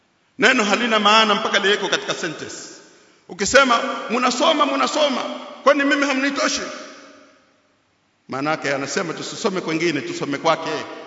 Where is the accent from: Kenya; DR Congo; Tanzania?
Tanzania; Zanzibar; Sisi tumezaliwa Zanzibar, tumesoma Zanzibar, tunajua zaidi.